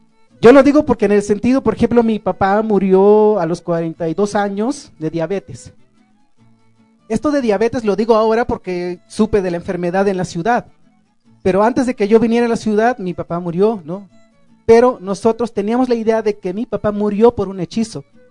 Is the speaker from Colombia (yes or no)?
no; Chiapas, Mexico; first language Tzotzil; Spanish is a second language; yo crecí hablando mi lengua tzotzil hasta los 16 años cuando vine a la ciudad y aprendí el español porque pues si no aprendía no podía estudiar